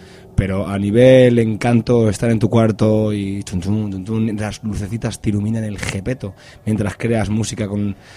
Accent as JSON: {"language": "Spanish", "town": "Madrid", "region": "Community of Madrid", "country": "Spain", "said": "nosotros somos castizos madrileños"}